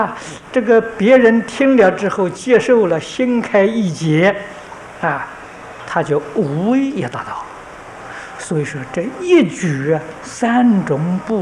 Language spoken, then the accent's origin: Chinese; China; 这不是我们中国人偏心